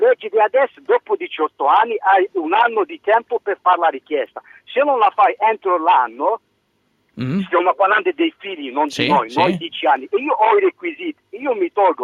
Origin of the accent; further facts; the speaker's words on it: Algeria; now in Italy; Io considero i miei figli sempre algerini, sono algerino, non sono italiano.